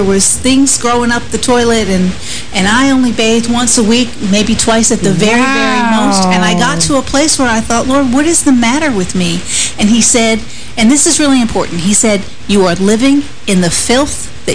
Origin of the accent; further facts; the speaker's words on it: Northeast, United States; now in Hendersonville, United States; I come from the Northeast. I had to move over 800 miles to here, to Hendersonville, to be in this ministry for God to heal me.